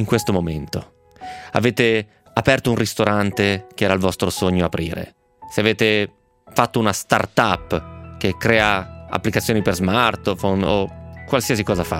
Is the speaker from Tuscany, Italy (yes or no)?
yes; Tuscany, Italy; Ho 56 anni, sono toscano e ho sempre inseguito un sogno.